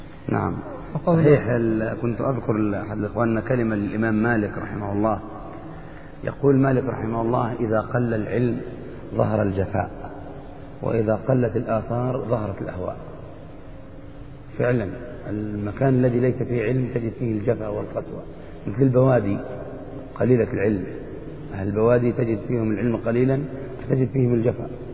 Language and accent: Arabic; Egypt; أنا كنت أسمع العامة في مصر يذكرون هذا المعنى